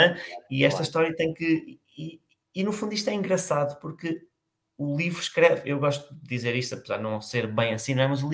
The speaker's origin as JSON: {"language": "Portuguese", "region": "Lisbon", "country": "Portugal", "said": "Eu sou de Lisboa"}